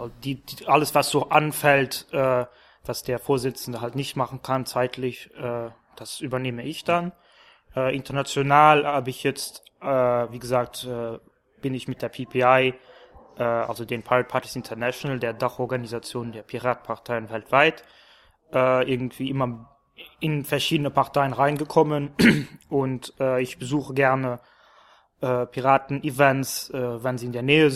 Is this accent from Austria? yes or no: no; Luxembourg; ich bin aus Luxemburg